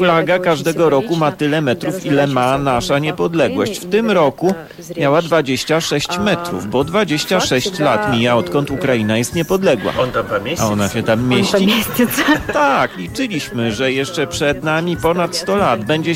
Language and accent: Polish; Warsaw, Masovian Voivodeship, Poland; Ja jako warszawiak będę mówił o Odessitach, tak.